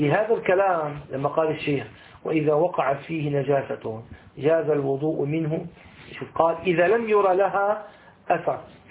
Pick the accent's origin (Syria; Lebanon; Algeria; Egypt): Syria; Damascus, Damascus Governorate; أبد النهر الفيجي عندنا في دمشق لما يكون في أيام الربيع يكون يجري بقوة